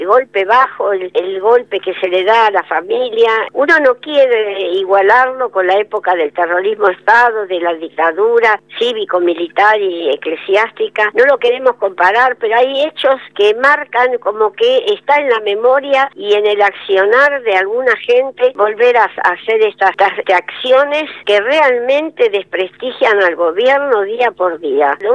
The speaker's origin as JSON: {"language": "Spanish", "country": "Argentina", "said": "siento vergüenza como argentina."}